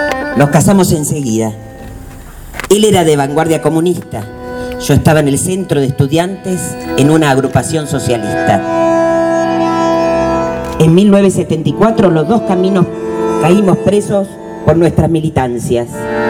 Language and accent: Spanish; Jujuy, Argentina; born there; Nací en Jujuy. Estudié psicología en Tucumán.